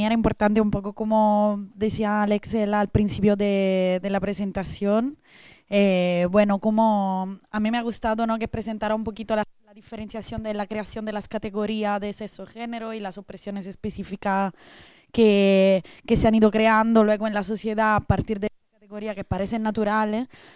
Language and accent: Spanish; Italy; Spanish is a second language; now in Spain; yo como italiana, que pero vivo desde hace 10 años en este otro estado